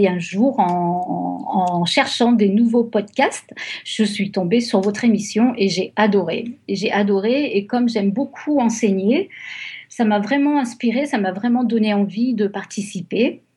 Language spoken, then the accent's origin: French; France; moved away as an adult; now in California, United States; Je suis française, mais ça fait 20 ans que j'habite en Californie